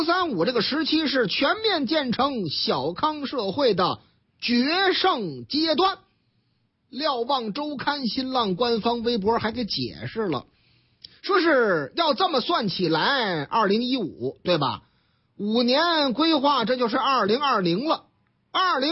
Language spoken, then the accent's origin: Chinese; Tianjin, China; 我们老家天津卫的事儿嘛